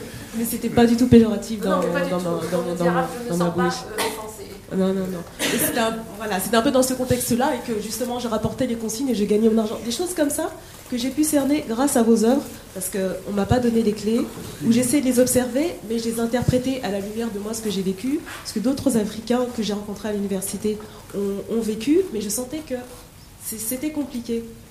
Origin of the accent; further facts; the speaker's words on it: France; born there; moi je suis née en France. Mm-hmm. Je suis d'origine Congo-Kinshasa.